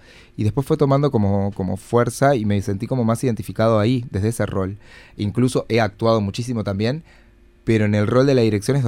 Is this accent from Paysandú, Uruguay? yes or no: yes; Paysandú, Uruguay; now in Montevideo, Uruguay; Yo soy de Paysandú.